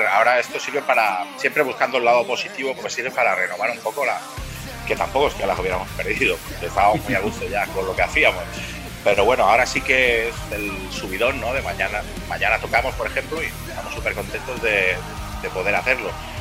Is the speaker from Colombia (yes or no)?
no; Girona, Catalonia, Spain; algunos somos de Girona Ciutat, otros de alrededor